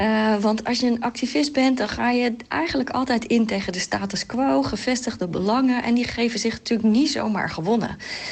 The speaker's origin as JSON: {"language": "Dutch", "town": "Katwijk", "region": "South Holland", "country": "Netherlands", "tie": "born or raised there", "said": "In mijn geval, ik groeide op in Katwijk."}